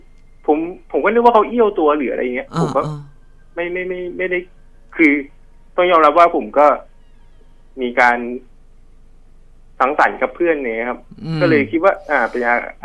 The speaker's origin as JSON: {"language": "Thai", "region": "Bangkok", "country": "Thailand", "tie": "born or raised there", "said": "คือผมอ่ะเกิดที่กรุงเทพแล้วก็โตที่กรุงเทพมาช่วงหนึ่ง"}